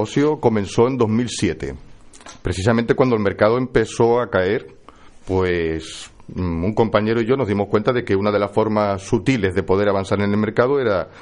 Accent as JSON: {"language": "Spanish", "town": "Arrecife", "region": "Canary Islands", "country": "Spain", "tie": "born or raised there", "said": "Yo soy nacido en Lanzarote, soy conejero."}